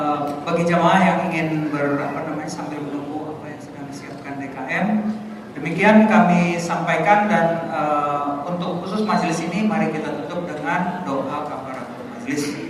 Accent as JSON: {"language": "Indonesian", "town": "Padang", "region": "West Sumatra", "country": "Indonesia", "tie": "born or raised there", "said": "Sesudah Idul Fitri ke Padang. Itu kampung halaman saya."}